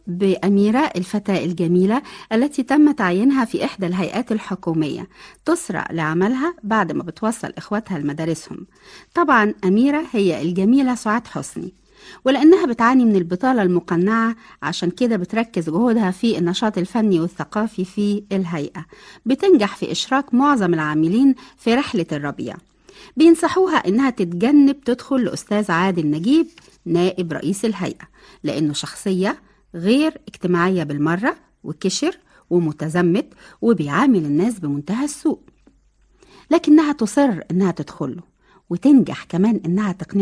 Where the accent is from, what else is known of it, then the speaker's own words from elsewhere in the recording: Egypt; عشان بلدنا مصر الغالية